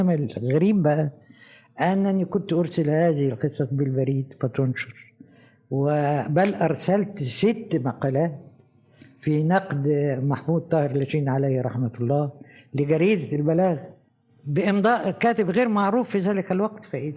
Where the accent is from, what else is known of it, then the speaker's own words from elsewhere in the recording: Egypt; أنا لما جيت من مصر لروما هنزيل عليه، ده أنا عندي عمارة أهم منكم 100 مرة